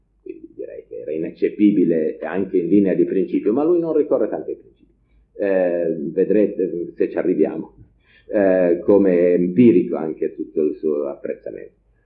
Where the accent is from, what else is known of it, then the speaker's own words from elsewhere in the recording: Aosta Valley, Italy; io vengo anche da una regione, come portavoce di una regione a statuto speciale, perché vengo dalla Val d'Aosta